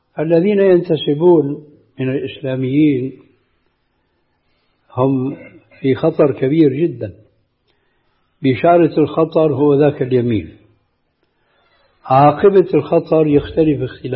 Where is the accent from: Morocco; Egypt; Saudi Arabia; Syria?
Syria; الذي يعبر عنه بعض العامة عندنا في الشام خير الذقون إشارة تكون